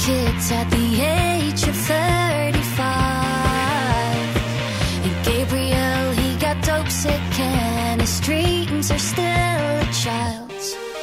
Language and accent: Spanish; Argentina; Sí, mira que acá somos muy argentinos nosotros.